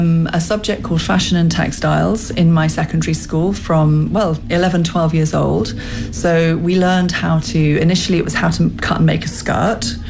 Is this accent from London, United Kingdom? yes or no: yes; London, United Kingdom; I'm a designer from London.